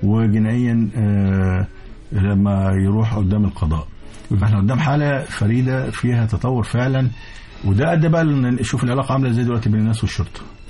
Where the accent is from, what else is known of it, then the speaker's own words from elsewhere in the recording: Egypt; الشرطة عندنا في مصر بيبقى ليها قانون مختلف